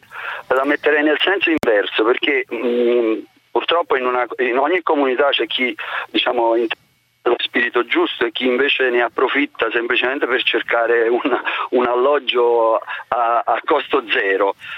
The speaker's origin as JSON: {"language": "Italian", "town": "Naples", "region": "Campania", "country": "Italy", "said": "arrivando da napoletani"}